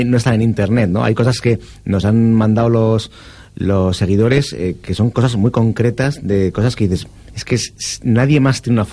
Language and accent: Spanish; Barakaldo, Basque Country, Spain; eso es el Baracaldo, yo soy de Baracaldo.